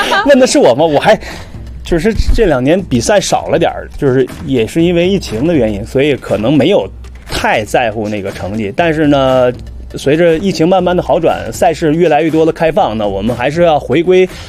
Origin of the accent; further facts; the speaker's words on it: China; 反正目前为止，我们中国人还没有一个进9小时的